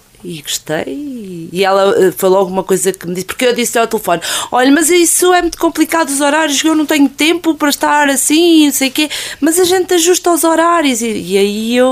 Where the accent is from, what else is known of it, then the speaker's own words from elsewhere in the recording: Aldeia das Dez, Coimbra, Portugal; also born or lived in Oliveira do Hospital; Não, sou da Aldeia das 10.